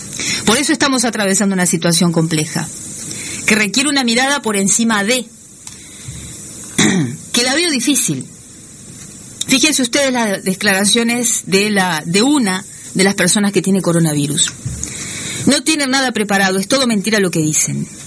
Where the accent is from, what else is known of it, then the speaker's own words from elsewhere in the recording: Uruguay; porque nosotros, como buenos uruguayos, somos ombliguistas